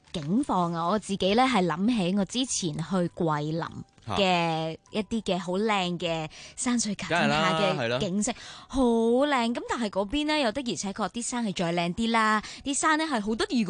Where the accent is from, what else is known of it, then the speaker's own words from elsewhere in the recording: Hong Kong; 原来我嚟自香港嘅